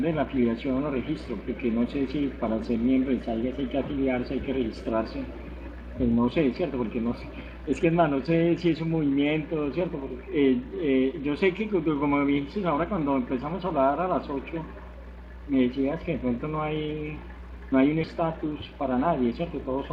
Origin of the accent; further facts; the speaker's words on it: Cali, Valle del Cauca, Colombia; also born or lived in Bogotá; now in Medellín, Colombia; no me identifico con ninguna porque nací en Bogotá, me crié en Cali y vivo hace 23 años en Medellín. Pero en ese momento me encuentro en un municipio al norte de Antioquia que se llama Caucasia.